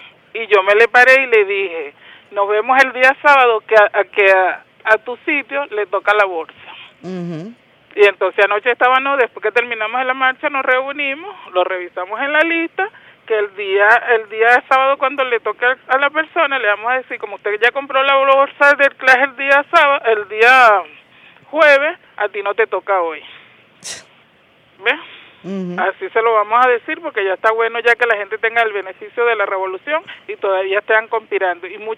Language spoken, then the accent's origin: Spanish; Chacao, Miranda, Venezuela; soy de Chacao, se lo dije, soy de Chacao.